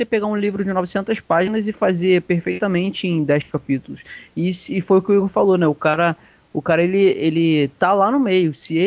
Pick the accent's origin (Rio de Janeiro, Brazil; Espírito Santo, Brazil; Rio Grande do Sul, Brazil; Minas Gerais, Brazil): Rio de Janeiro, Brazil; eu, que sou carioca